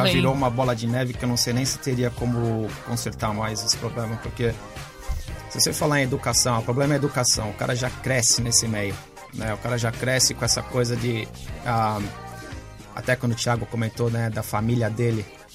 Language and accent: Portuguese; Brazil; nós como brasileiros, a gente não consegue ver